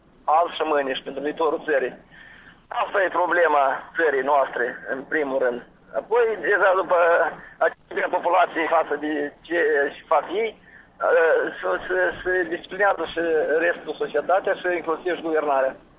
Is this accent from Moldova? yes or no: yes; Ungheni, Ungheni District, Moldova; De, de la Ungheni.